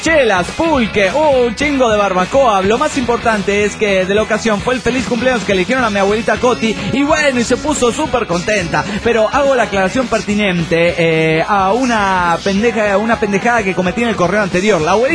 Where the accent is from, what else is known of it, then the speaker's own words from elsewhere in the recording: Managua, Nicaragua; de Managua, Nicaragua.